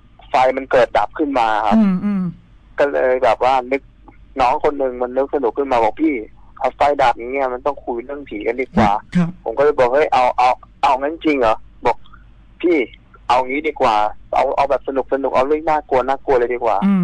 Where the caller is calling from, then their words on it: Bangkok, Thailand; อยู่กรุงเทพครับ